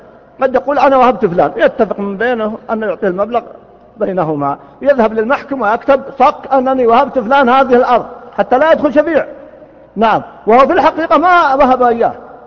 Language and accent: Arabic; Riyadh, Riyadh Province, Saudi Arabia; كان يسمى عندنا في الرياض قديما الجفرة في الديرة